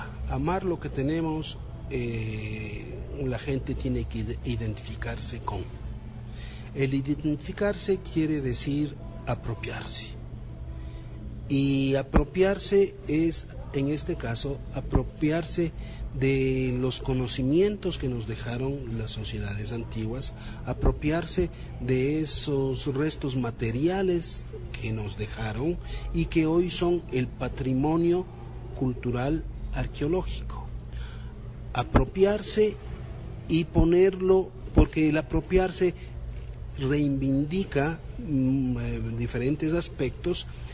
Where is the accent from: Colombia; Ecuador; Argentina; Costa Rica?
Ecuador; para sentirnos orgullosos como ecuatorianos.